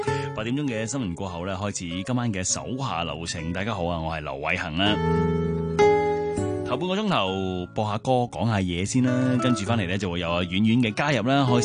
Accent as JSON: {"language": "Cantonese", "country": "Hong Kong", "tie": "born or raised there", "said": "细个阿爸带我去过啦，咁对于一个土生土长在香港长大的人来讲"}